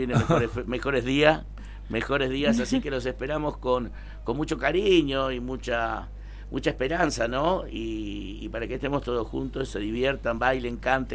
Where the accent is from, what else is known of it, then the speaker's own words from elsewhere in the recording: Huerta Grande, Córdoba, Argentina; Yo soy de Huerta Grande, pero hace muchos años que estoy en esto.